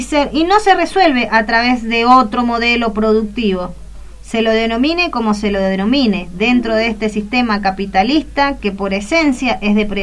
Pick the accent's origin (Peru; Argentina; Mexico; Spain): Argentina; es nuestro trabajo como argentinos de dar un verdadero cambio a la situación